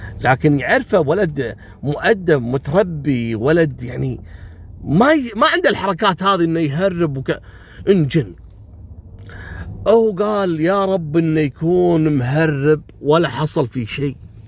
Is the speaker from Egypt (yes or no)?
no; Kuwait